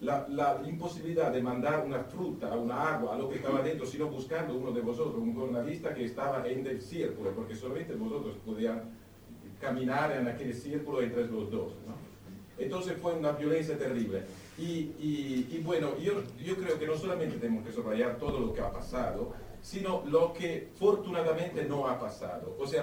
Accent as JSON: {"language": "Spanish", "country": "Italy", "second_language": "Spanish", "said": "Yo soy italiano, soy profesor de la escuela pública y estaba allí en la plaza aquel día."}